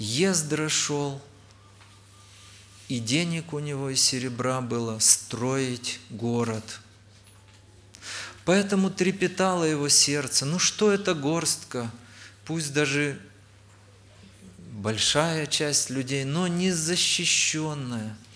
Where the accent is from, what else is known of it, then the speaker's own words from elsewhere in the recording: Chișinău, Moldova; Я из Молдавии, из города Кишинева.